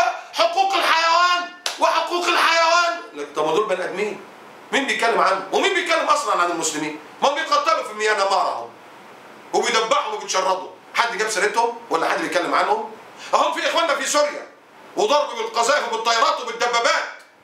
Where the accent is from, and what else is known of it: Egypt